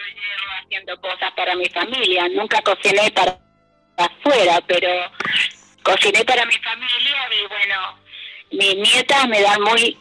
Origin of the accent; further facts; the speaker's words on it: Santiago, Santiago Metropolitan Region, Chile; ellas se vinieron a Santiago, en Chile, Santiago de Chile, y me crié en Santiago de Chile.